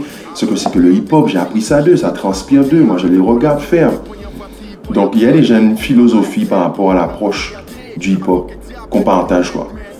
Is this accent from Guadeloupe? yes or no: yes; Guadeloupe; on est de Guadeloupe et de Nina